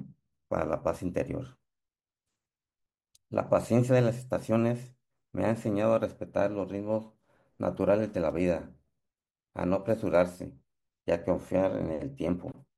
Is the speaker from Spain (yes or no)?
no; Tepic, Nayarit, Mexico; Hoy estoy hablando con ustedes desde mi tierra, la ciudad de Tepic, Nayarit, México